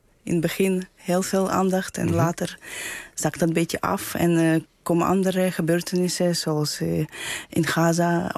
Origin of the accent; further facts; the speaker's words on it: Ukraine; Nee, ik kom uit Oekraïne.